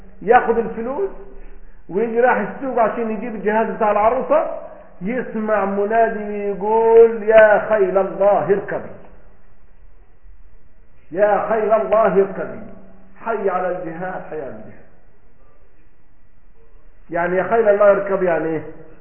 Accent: Egypt; هذا مثلا عندنا في مصر

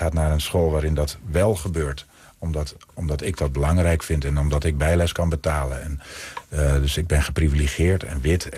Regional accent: Overijssel, Netherlands; tenminste waar ik vandaan kom, uit Twente.

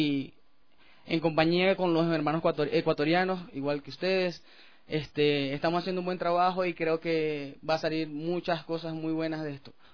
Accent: Maracaibo, Zulia, Venezuela; yo soy de Maracaibo, eso es República Independiente del Zulia, o sea, eso es aparte de Venezuela. Existimos los maracuchos y los que nos envían.

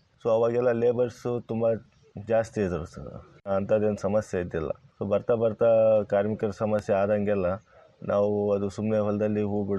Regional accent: Huvina Hadagali, Karnataka, India; Sir, ನಮ್ಮ ಸ್ವಂತ ಊರು ಹೂವಿನ ಹಡಗಲಿ ಸರ್.

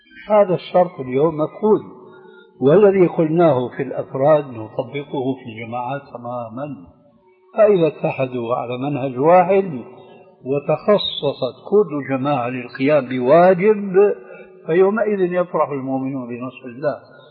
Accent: Syria; عندنا في سوريا

